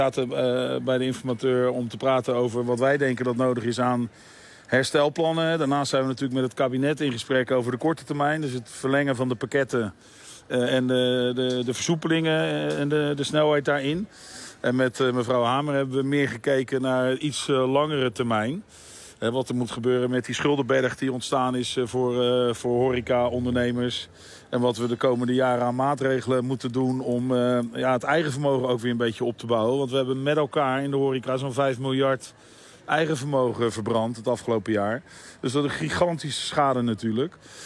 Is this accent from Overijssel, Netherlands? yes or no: no; Rotterdam, South Holland, Netherlands; Ja, dat vinden wij in ieder geval als Rotterdammer allemaal heel positief.